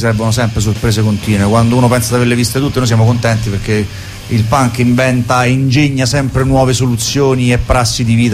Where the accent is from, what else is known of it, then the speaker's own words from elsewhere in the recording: Viterbo, Lazio, Italy; perché anche se siamo di Viterbo suoniamo a Roma una volta ogni due mesi circa